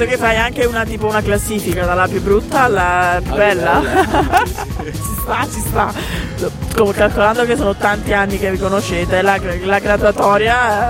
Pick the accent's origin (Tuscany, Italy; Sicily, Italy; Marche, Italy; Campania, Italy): Campania, Italy; No, napoletana.